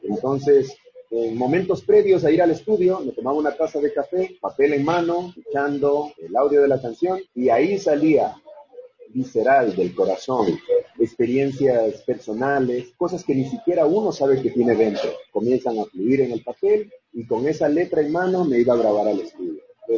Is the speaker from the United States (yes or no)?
no; Peru; Yo soy comunicador social de Perú